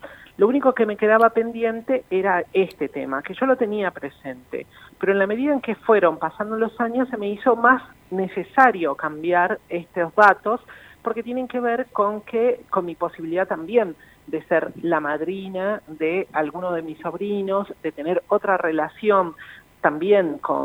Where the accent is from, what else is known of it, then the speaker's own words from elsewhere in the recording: Salta, Argentina; now in Buenos Aires, Argentina; yo vivo en la ciudad de Buenos Aires ahora, pero nací y crecí en Salta hasta que mi familia migró a la ciudad de Buenos Aires. Migramos todos juntos por cuestiones laborales y de ellos, de mis padres.